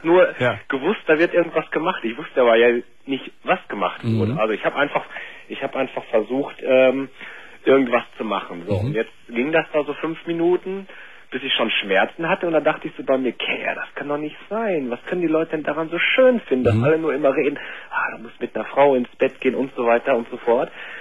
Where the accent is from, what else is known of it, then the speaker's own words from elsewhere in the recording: North Rhine-Westphalia, Germany; now in Cologne, Germany; ich komme übrigens auch bei dir aus der Nähe. Ich glaube, du kommst aus Gummersbach. Ich komme da auch so aus der Ecke.